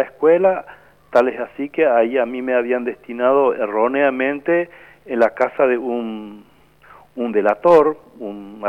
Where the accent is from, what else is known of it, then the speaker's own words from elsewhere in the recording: Piribebuy, Cordillera, Paraguay; mi pueblo natal es Piribebuy, yo nací ahí en la compañía 4 de Julio, y bueno, yo recuerdo que cuando asesinaron a mi papá yo tenía 9 años